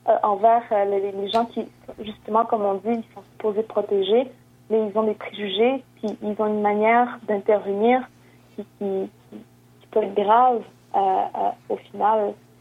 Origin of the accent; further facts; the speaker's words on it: Quebec, Canada; Moi, je viens de la Côte-Nord, je me décombe, puis je l'ai vu